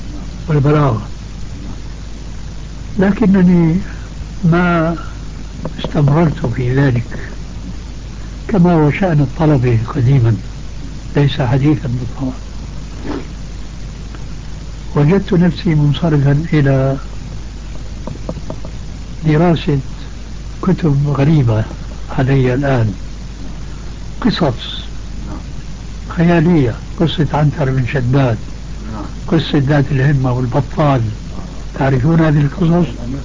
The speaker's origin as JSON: {"language": "Arabic", "country": "Syria", "said": "يقولوا عندنا في الشام"}